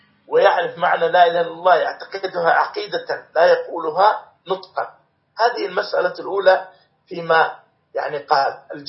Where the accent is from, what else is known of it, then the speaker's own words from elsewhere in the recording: Morocco; في بلادنا المغرب